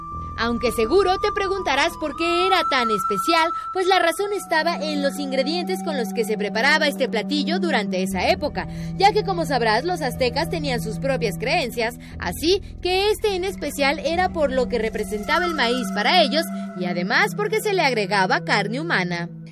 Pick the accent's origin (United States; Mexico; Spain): Mexico; es nuestro y es parte de nuestra identidad como mexicanos.